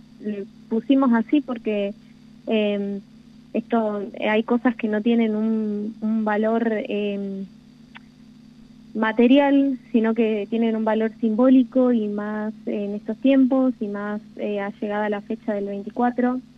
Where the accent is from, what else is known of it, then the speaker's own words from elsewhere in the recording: Córdoba, Argentina; now in Santa Rosa, Argentina; yo vengo de la provincia de Córdoba.